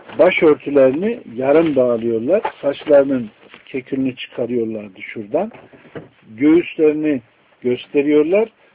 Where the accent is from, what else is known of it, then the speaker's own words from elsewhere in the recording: Konya, Turkey; Mesela ben Konyalıyım. Konya tarafına gidin.